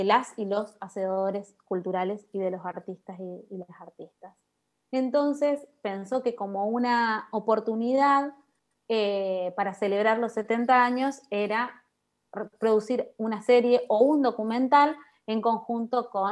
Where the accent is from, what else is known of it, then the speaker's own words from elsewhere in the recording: Chaco, Argentina; Es ser de Chaco, así que somos todas chaqueñas y chaqueños los que estamos en la producción.